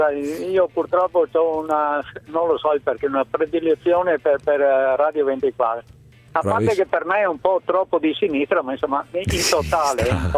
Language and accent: Italian; Treviso, Veneto, Italy; Sono di Treviso.